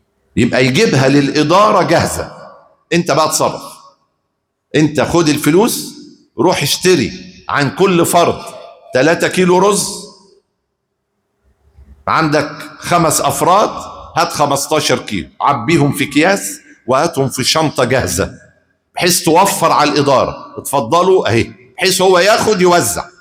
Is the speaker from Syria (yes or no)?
no; Egypt; ايه اكتر قوت عندنا في مصر؟